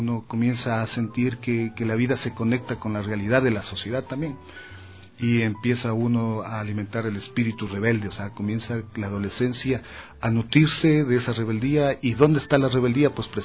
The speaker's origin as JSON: {"language": "Spanish", "town": "Yaruquí", "region": "Pichincha", "country": "Ecuador", "tie": "born there", "said": "Yo tengo que decirles que nací en Yaruquí, o sea, soy de una parroquia rural de Quito."}